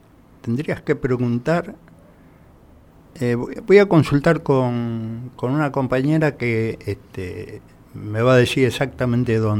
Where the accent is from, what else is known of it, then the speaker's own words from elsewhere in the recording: Misiones, Argentina; me dijeron, ¿vos sos paraguayo? No, decía, soy misionero.